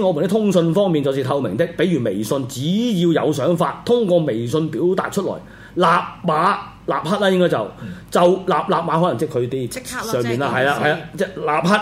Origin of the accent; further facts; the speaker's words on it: China; 所以大家唔好成日唔好认自己唔系中国人，我哋系中国人，中华民国。